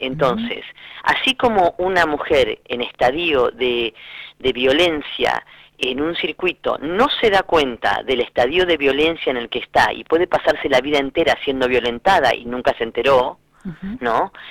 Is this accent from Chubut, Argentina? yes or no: no; Lincoln, Buenos Aires Province, Argentina; moved away; si bien yo soy oriunda de Lincoln, provincia de Buenos Aires, el sexilio me llevó a marcharme de mi ciudad muy joven